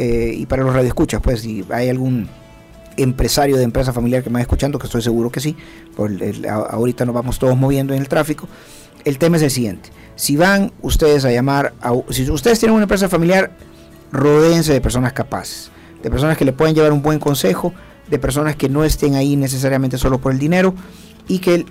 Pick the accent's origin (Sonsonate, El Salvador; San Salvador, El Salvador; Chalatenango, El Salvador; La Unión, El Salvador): San Salvador, El Salvador; No, yo soy de San Salvador, pero por eso se voy a decir.